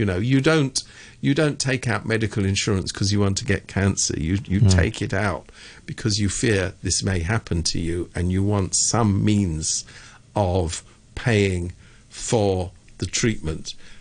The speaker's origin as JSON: {"language": "English", "country": "United Kingdom", "said": "You know, I'm from Britain. I know how these things work."}